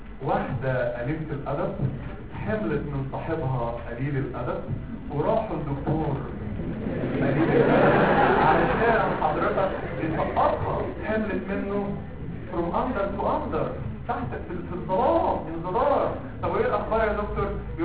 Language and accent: Arabic; Egypt; احنا كمصريين عندنا حياه عينينا بتبص فين؟ في الارض.